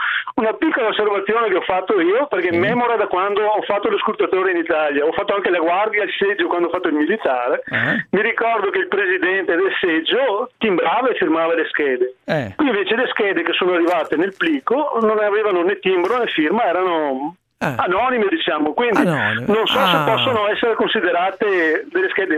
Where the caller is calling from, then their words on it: Christchurch, Canterbury, New Zealand; No, siamo nell'isola del sud della Nuova Zelanda